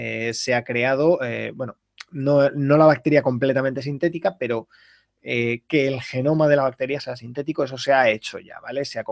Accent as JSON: {"language": "Spanish", "town": "Valladolid", "region": "Castile and León", "country": "Spain", "lives_now": "Seville, Spain", "said": "Soy de Valladolid. Viví durante 11 años en León. Ahora vivo en Sevilla, pero yo soy de Valladolid."}